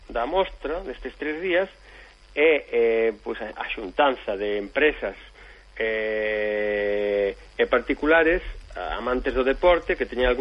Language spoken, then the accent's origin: Galician; Galicia, Spain; Como vou galego e defensor da nosa lingua